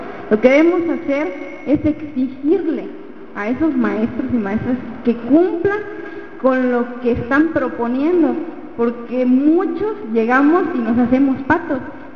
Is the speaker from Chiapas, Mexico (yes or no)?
yes; Tuxtla Gutiérrez, Chiapas, Mexico; somos de aquí, somos de Tuxtla, somos de Chiapas, somos de México